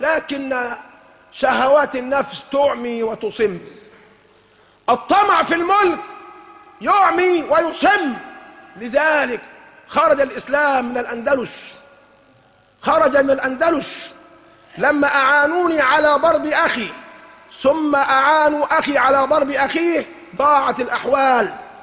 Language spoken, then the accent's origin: Arabic; Egypt; وليسلخونا كمصريين من انتمائنا لبلادنا